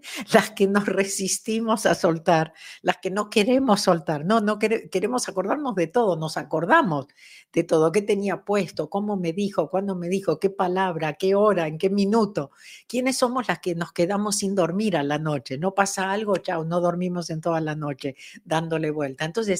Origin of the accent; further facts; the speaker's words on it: Argentina; Yo me acuerdo que cuando era chica en Argentina